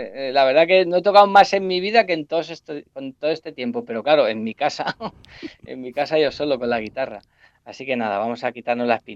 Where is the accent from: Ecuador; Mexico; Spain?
Spain; Valdeluz, Castilla-La Mancha; el sábado actuamos en Valdeluz, que es mi pueblo